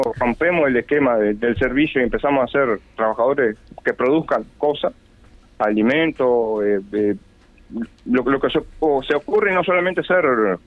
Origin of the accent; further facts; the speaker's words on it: Paso de los Toros, Tacuarembó, Uruguay; moved away; Paso de los Toros.